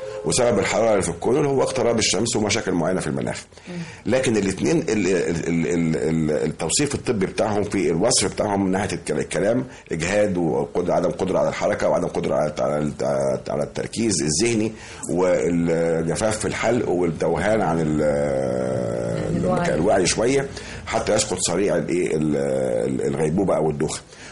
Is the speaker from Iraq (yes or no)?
no; Egypt; مش في عندنا في مصر فقط ولا في المنطقه فقط